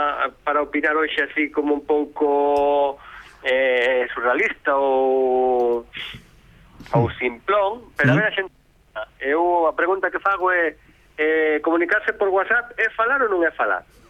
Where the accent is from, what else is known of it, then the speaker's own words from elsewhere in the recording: Galicia, Spain; Se nos ocurren, falo como galego, non por min.